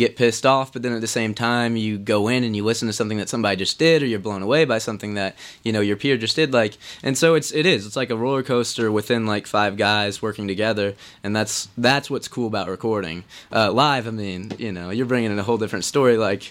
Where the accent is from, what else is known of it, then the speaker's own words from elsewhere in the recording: Indianapolis, Indiana, United States; Indianapolis.